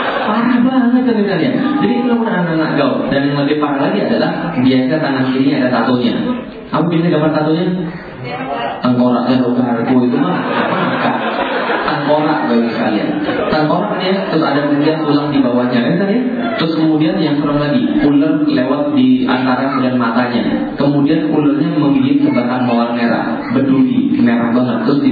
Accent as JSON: {"language": "Indonesian", "town": "Palembang", "region": "South Sumatra", "country": "Indonesia", "tie": "born or raised there", "also_born_or_lived": "Bogor", "moved": "as an adult", "said": "Saya meninggalkan kota asal saya Palembang, kemudian kuliah ke Bogor, kemudian balik lagi setelah 13 tahun. 13 tahun gak pernah lihat kota Palembang"}